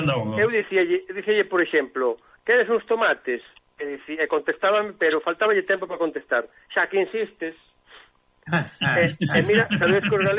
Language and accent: Galician; Arangueiros, Galicia, Spain; lembrame unha anécdota dun da miña aldea, Arangueiros